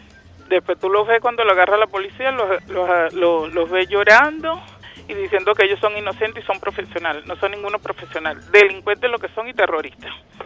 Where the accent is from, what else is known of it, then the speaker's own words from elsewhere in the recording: Sucre, Venezuela; un habitante más de este municipio, y tengo viviendo en el municipio 35 años, y no soy extranjera, soy criollita venezolana, salí del estado Sucre